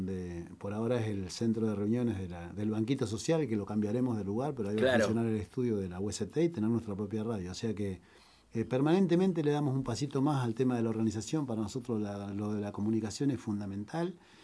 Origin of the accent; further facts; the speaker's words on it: Río Negro, Argentina; Yo vengo de Río Negro